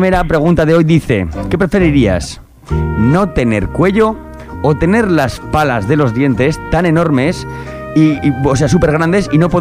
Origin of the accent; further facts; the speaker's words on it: Aragon, Spain; Para los de Fraga, como somos de la Franja y hablamos más